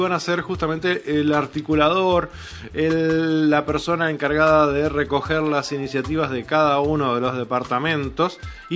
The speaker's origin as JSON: {"language": "Spanish", "country": "Uruguay", "said": "nosotros nos resignábamos como uruguayos a tener simplemente un intendente"}